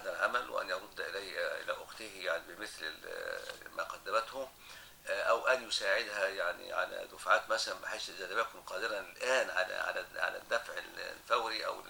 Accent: Egypt; العرف الآن عندنا في مصر في الموجود

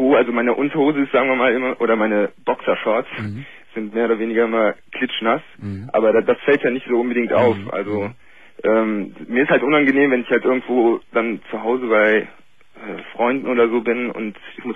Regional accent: Cologne, North Rhine-Westphalia, Germany; also ich komme aus Köln, das kann ich ja sagen.

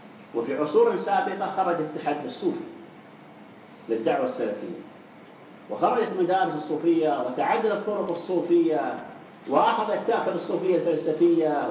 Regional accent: Saudi Arabia; والإخوان المسلمين الخونة عندنا في السعودية يذهبون إلى هذه الدول

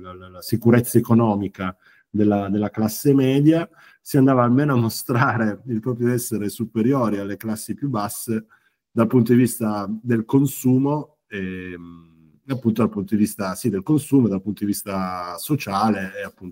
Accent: Turin, Piedmont, Italy; noi siamo di Torino

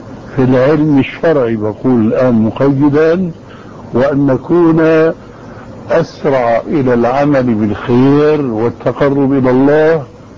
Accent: Syria; اسمح لي نص الكلام يقولون عندنا في الشام معنى جواب.

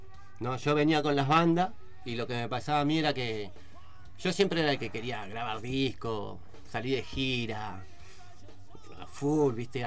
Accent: Mar del Plata, Buenos Aires Province, Argentina; also born or lived in Comodoro Rivadavia; Yo lo que me acuerdo de chico de Mar del Plata. Porque de ahí, yo nací nomás ahí.

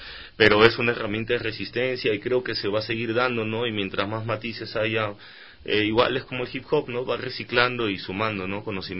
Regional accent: Peru; Por ejemplo, en mi país tenemos 17 tratados de libre comercio, entonces para una es más fácil que venga un chino, que venga un suizo y que venga un americano a poner industria

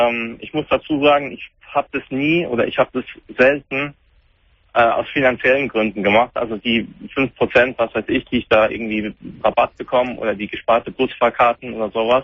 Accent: Germany; born there; Also ich bin gebürtig in Deutschland

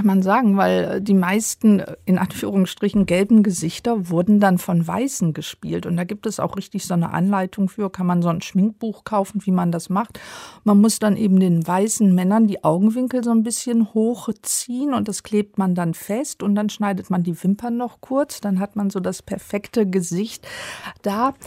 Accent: Rhineland, Germany; Ich komme ja aus dem Rheinland, so sah der aus.

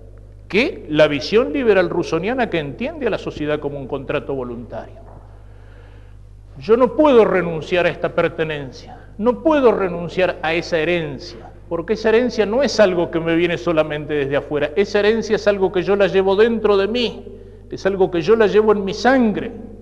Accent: Argentina; Pero yo no podría dejar de pensar y de sentir como un argentino. No lo puedo cambiar.

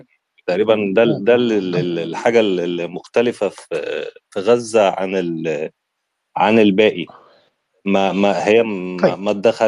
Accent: Egypt; زي ما احنا حصل عندنا في مصر مثلا

